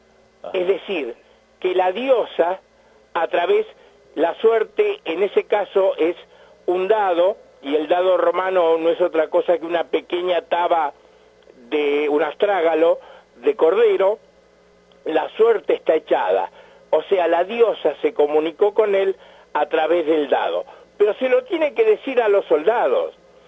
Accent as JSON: {"language": "Spanish", "country": "Argentina", "said": "Entonces, en todos nosotros, los argentinos, hay un sustrato mágico y racional"}